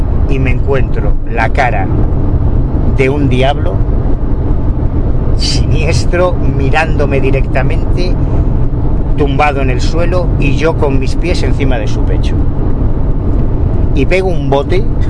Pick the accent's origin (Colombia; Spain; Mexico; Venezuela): Spain; Galicia; accent: Galician; Yo tengo un acento gallego, Dios mío de mi vida.